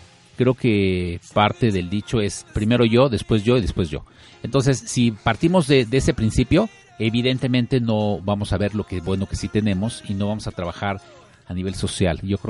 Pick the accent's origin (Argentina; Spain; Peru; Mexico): Mexico; nos estamos enfrentando a un nuevo reto como mexicanos.